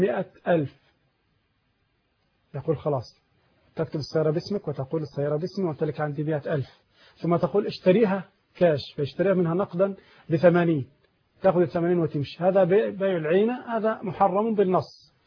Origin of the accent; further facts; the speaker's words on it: Egypt; أظن والله أعلم في عندنا في مصر هنا نوعين فقط